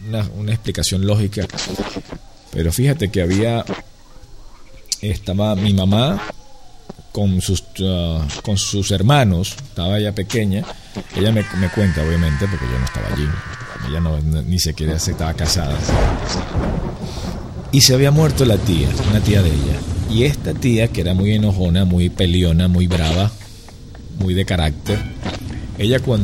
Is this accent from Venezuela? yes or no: yes; Venezuela; now in Miami, United States; En mi país allá, yo no estoy allí en Venezuela, pero estoy en, actualmente en Miami